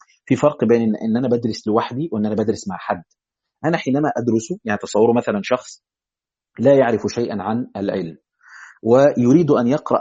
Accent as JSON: {"language": "Arabic", "town": "Asyut", "region": "Asyut Governorate", "country": "Egypt", "said": "حلو، معنا صعيدي، انا كمان من اسيوط"}